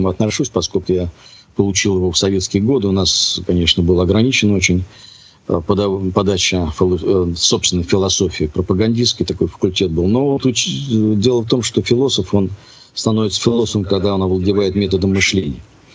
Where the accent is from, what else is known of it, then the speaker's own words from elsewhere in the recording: Moscow, Russia; Я сам москвич коренной.